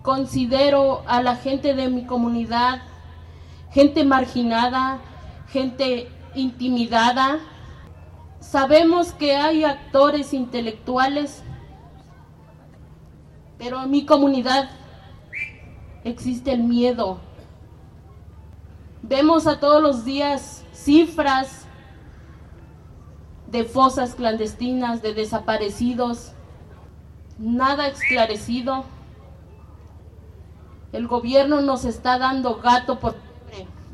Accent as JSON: {"language": "Spanish", "town": "Tepeaca", "region": "Puebla", "country": "Mexico", "said": "vengo de la ciudad de Puebla y represento a la Asamblea Popular de Familias Migrantes."}